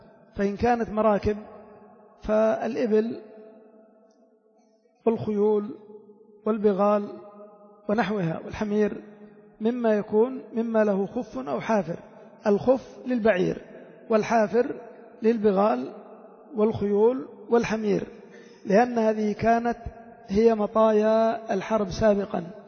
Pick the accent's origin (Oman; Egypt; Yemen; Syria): Yemen; إلا عندنا في اليمن لا راكب ولا صياد ولا شيء